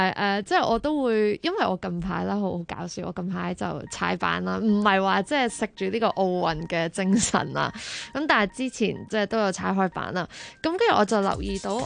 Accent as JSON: {"language": "Cantonese", "country": "United Kingdom", "tie": "born or raised there", "said": "但是那时候是为什么我会即是我在英国那边长大啦，那时候就他们成日都会过来英国开 band show， 那我就是这样接触到他们的音乐咯。"}